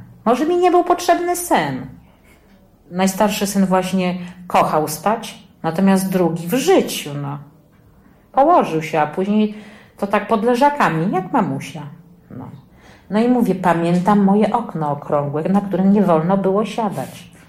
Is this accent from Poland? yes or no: yes; Sulejówek, Masovian Voivodeship, Poland; ja jestem z Sulejówka, urodziłam się w Sulejówku, nie w Warszawie.